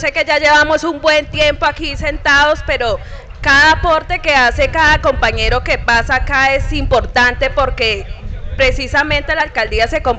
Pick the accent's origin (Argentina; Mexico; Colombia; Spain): Colombia; Fresno, Tolima; now in Flandes, Colombia; Mire, yo soy de Fresno, Tolima, pero yo estoy aquí trabajando